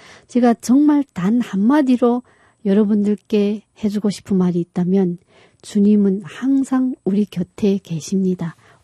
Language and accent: Korean; North Korea; now in South Korea; 우리가 북한에서 교육받을 때 느꼈던 것처럼 그렇지 않다는 것